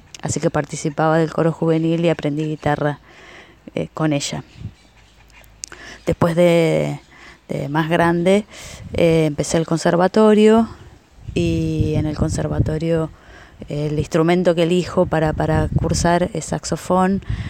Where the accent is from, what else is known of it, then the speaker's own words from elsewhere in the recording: Lincoln, Buenos Aires Province, Argentina; de Lincoln, profe de música